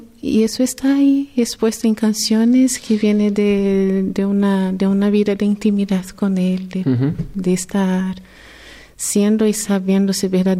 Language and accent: Spanish; Brazil; Spanish is a second language; now in Spain; Yo soy brasileña.